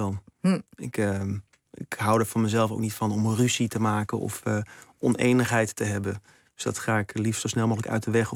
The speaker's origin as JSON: {"language": "Dutch", "town": "Amsterdam", "region": "North Holland", "country": "Netherlands", "moved": "as an adult", "said": "Ik ben van Amsterdam vertrokken naar Maastricht, naar de toneelacademie."}